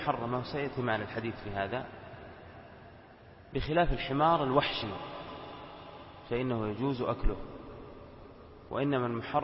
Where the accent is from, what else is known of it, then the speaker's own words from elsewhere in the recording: Al-Qassim, Saudi Arabia; في بعض القرى عندنا في القصيم تشتهر بوجود الضبع فيها ويأكلونها.